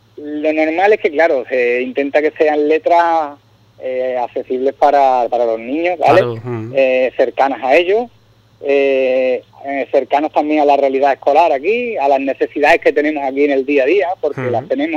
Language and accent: Spanish; Puerto Serrano, Andalusia, Spain; Yo soy de Puerto Serrano y vengo en mi primera vez.